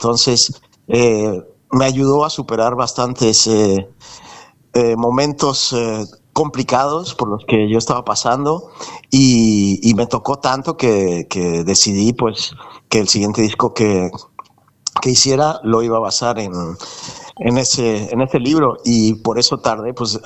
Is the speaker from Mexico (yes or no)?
yes; Mexico; also born or lived in Colombia; now in Spain; Bueno, yo nací en Colombia, pero me crié en México.